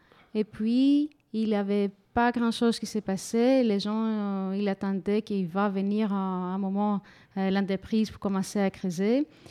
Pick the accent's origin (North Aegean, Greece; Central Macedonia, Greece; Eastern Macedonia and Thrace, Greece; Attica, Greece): Central Macedonia, Greece; Thessaloniki; Moi, Je suis de Thessaloniki, c'est au nord de la Grèce, juste pour mettre un peu géographiquement où on est.